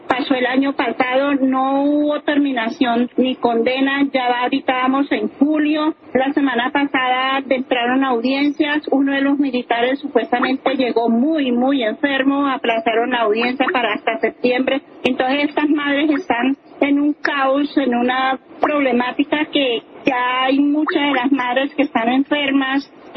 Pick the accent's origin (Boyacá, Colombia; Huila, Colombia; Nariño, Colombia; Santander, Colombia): Boyacá, Colombia; Chiquinquirá; a una emisora en Chiquinquirá, que es donde nosotros nacimos, somos oriundos de Chiquinquirá, Boyacá